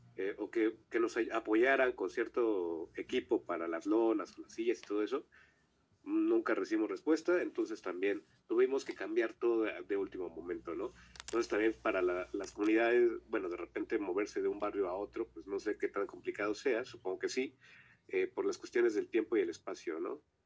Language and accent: Spanish; Xochimilco, Mexico City, Mexico; nosotros somos de Xochimilco, ahí para que parezca una referencia, ¿no?